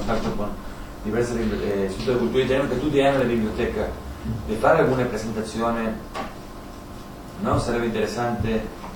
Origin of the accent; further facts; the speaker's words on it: Argentina; Italian is a second language; In America Latina, io sono argentino, no?